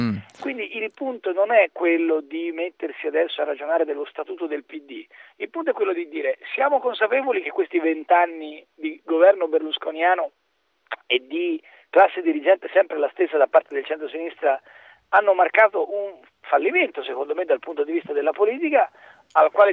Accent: Florence, Tuscany, Italy; sarà che sono nato e cresciuto a Firenze, quindi come tale ritengo questa città un patrimonio straordinario

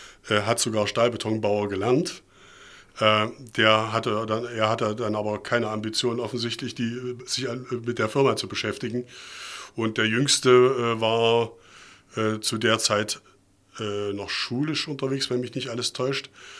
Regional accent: Leipzig, Saxony, Germany; ich bin in Leipzig im Thomanerchor groß geworden.

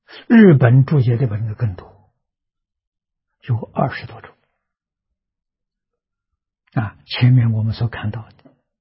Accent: Nanjing, Jiangsu, China; 我记得我小时候在南京念书，啊，那个时候念初中

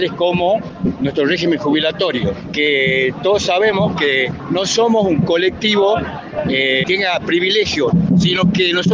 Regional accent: Tucumán, Argentina; Y nosotros venimos de una provincia, de Tucumán

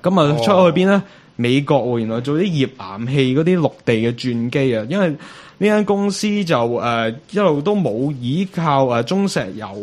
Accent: China; 我哋中国人有句说话就叫做舌头赚尾啊嘛

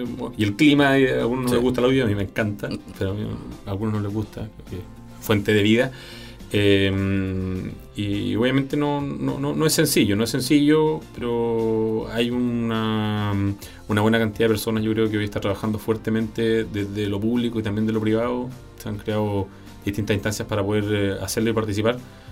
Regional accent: Purranque, Los Lagos, Chile; also born or lived in Osorno; Nací en Osorno, pero viví toda mi vida en Purranque. Mi mamá es valdiviana, mis abuelos son valdivianos, mis padrinos son valdivianos. Y mi papá es osornino.

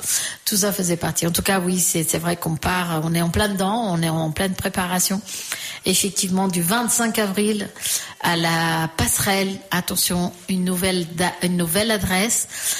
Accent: Portugal; French is a second language; now in France; c'est le moment où j'ai quitté le Portugal et c'est le moment où je suis arrivée en France. Alors, pour moi, ceux qui ont vraiment marqué et que j'étais au Portugal

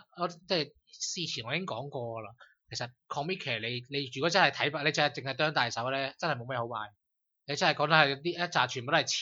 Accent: Hong Kong; 同佢讲我系香港嚟嘅

